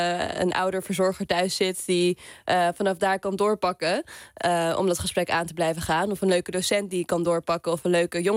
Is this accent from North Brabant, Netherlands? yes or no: no; Amstelveen, North Holland, Netherlands; Zelfs ben ik een jongere uit Amstelveen